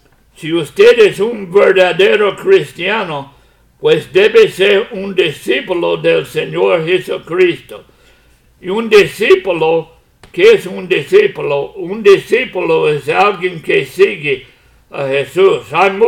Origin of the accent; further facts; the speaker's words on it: United States; Spanish is a second language; moved away as an adult; now in Puerto Rico; Ya aunque yo soy americano, Puerto Rico es mi país ahora.